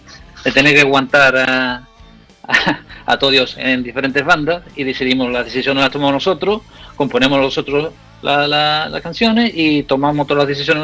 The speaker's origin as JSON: {"language": "Spanish", "region": "Andalusia", "country": "Spain", "accent": "Andalusian", "said": "Te puedo hablar como decimos aquí, en andaluz, y después te hablo en inglés"}